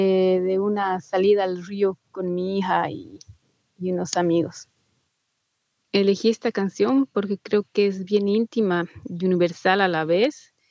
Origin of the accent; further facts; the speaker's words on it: Cochabamba, Bolivia; soy de Cochabamba, Bolivia